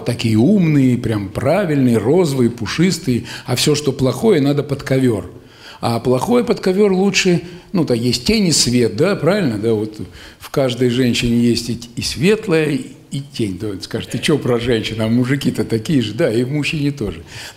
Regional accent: Kostroma, Kostroma Oblast, Russia; ладно, я из Костромы-то, из Волги, а вон вообще с Урала.

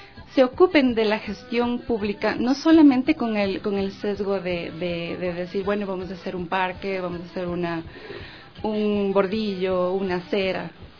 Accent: Ecuador; a reconocernos como ecuatorianos

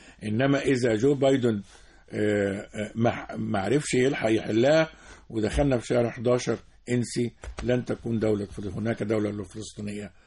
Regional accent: Port Said, Port Said Governorate, Egypt; فبورسعيد وتلاقي عشان احنا قريبين من الشام، تلاقي الكنافة النابلسية في بورسعيد.

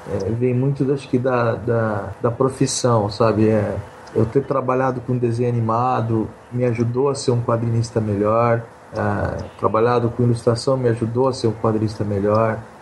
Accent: Mato Grosso, Brazil; Eu sou de Mato Grosso, né? Então, eu sou meio caipirão, assim, sabe?

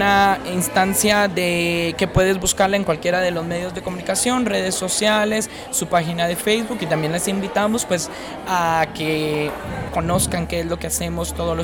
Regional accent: Guatemala; soy de Guatemala

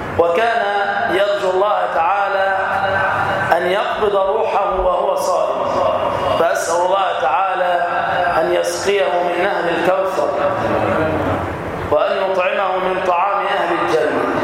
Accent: Damietta, Damietta Governorate, Egypt; في بلدتنا الطيبة في دمياط.

